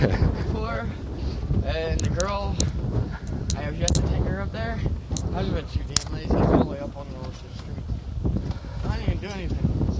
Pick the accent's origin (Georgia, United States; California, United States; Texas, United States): California, United States; Oakland; I'm from here, California.